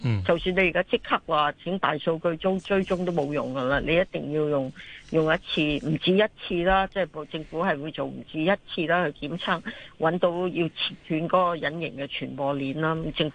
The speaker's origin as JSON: {"language": "Cantonese", "country": "Hong Kong"}